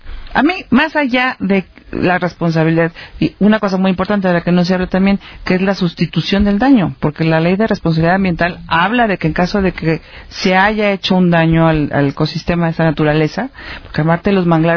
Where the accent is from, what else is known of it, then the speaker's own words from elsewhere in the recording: Mexico; estoy como mexicana y estoy como mamá de niños.